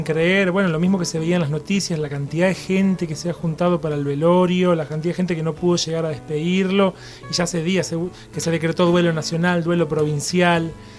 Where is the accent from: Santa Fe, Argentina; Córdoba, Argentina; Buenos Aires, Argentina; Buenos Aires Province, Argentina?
Santa Fe, Argentina; Santa Isabel; now in Venado Tuerto, Argentina; yo nací en Santa Isabel, que es un pueblito muy pequeño de 4.000 habitantes al sur de la provincia de Santa Fe. Viví ahí gran parte de mi vida y hace unos 10 años me mudé a Venado Tuerto